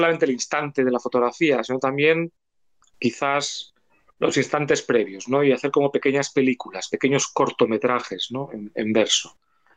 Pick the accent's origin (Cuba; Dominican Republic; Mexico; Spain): Spain; Asturias; also born or lived in France / England; yo soy una persona del norte, a pesar de que … mi padre era catalán, y yo nací y me crié en Asturias, en el norte. Y luego he vivido temporadas largas en Francia, también en el norte